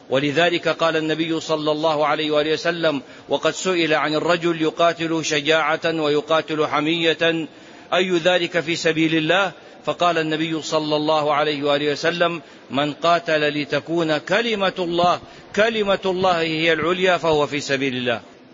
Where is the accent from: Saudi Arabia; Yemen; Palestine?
Saudi Arabia; مهو الإسلام هنا عندنا في السعودية،